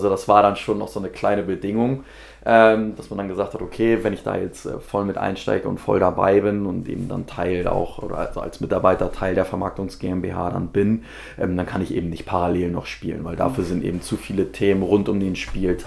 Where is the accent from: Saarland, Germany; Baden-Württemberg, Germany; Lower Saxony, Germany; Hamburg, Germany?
Hamburg, Germany; Also ich bin gebürtiger Hamburger, wohne auch immer noch in Hamburg.